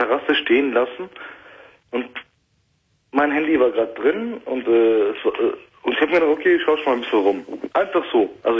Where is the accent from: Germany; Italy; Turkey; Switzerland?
Turkey; Ich bin Türke, ja, aber in erster Linie bin ich Mensch.